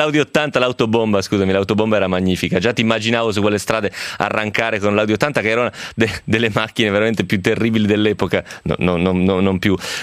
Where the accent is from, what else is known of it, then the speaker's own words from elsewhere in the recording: Romentino, Piedmont, Italy; a Romentino di fianco a casa mia, immagino che si trovi una roba, perché era tipo un insediamento gallico, che io sappia, al mio paese.